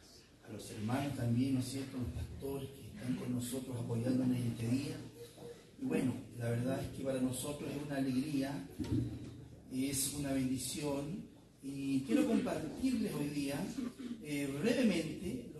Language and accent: Spanish; Chile; Nuestra lupa analítica hoy revisará el comportamiento de nuestra sociedad como chilenos.